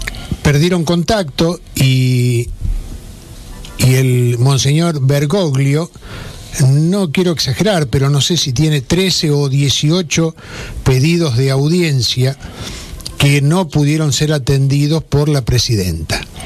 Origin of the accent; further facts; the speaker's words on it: Argentina; a los que somos afectos los argentinos para etiquetarnos y ponernos en pie de guerra